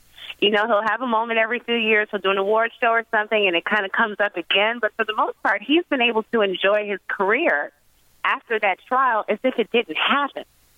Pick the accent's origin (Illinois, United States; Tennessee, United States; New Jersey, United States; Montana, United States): Illinois, United States; Chicago; because I'm from Chicago.